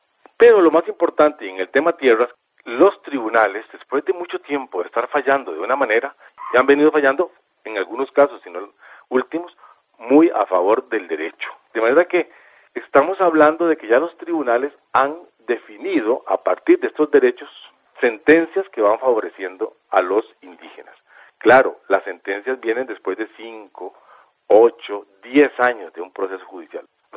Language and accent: Spanish; Costa Rica; sigue siendo parte de nuestra raíz como costarricense